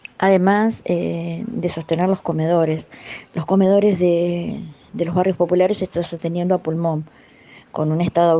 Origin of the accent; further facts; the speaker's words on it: Berisso, Buenos Aires Province, Argentina; Soy de Berisso, soy del barrio de la Nueva York.